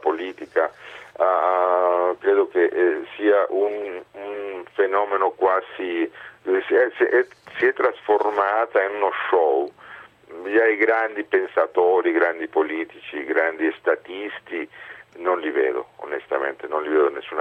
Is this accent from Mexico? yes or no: yes; Mexico; now in Italy; io che non pensavo mai di emigrare del mio paese, sono più di 30 anni che vivo in Italia. Sono tornato nel Messico perché insegnavo all'università